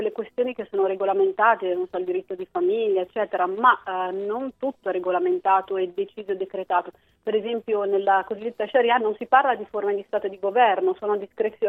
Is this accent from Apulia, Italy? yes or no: no; Umbria, Italy; now in Milan, Italy; casa mia un po' Perugia, perché lì sono nata e cresciuta, però ormai mi sento pienamente milanese, sono qui da 17 anni, e anche il mio accento ormai si sta modificando